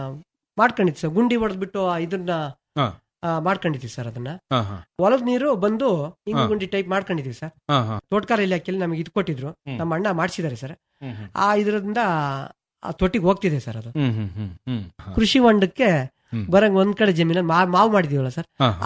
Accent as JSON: {"language": "Kannada", "town": "Madagur", "region": "Karnataka", "country": "India", "tie": "born or raised there", "said": "ನಮ್ಮ ಮಡಗೂರು ಗ್ರಾಮ ಪಂಚಾಯತ್ ನನ್ನ ಫ್ರೆಂಡ್ಸ್ ನನ್ನ ಸ್ನೇಹಿತರುಗಳಿಗೆ ಪ್ರತಿಯೊಬ್ಬರಿಗೂ ಹೇಳ್ತೀನಿ"}